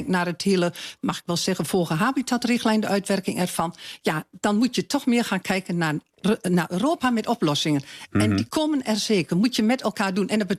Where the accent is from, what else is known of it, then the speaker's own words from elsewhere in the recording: Overijssel, Netherlands; Ik kom uit Twente, ik woon in Twente.